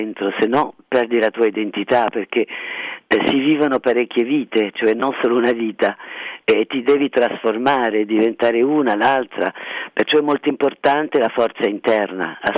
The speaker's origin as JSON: {"language": "Italian", "country": "Tunisia", "tie": "born there", "first_language": "French", "second_language": "Italian", "said": "perché sono nata in Tunisia e la mia prima lingua era il francese."}